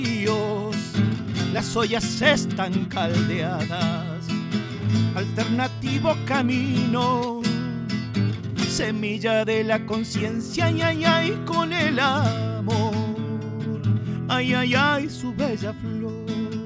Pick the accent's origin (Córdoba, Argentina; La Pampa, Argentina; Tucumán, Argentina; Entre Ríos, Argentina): Córdoba, Argentina; Entonces yo como cordobés y amador de esta Córdoba, porque la amo profundamente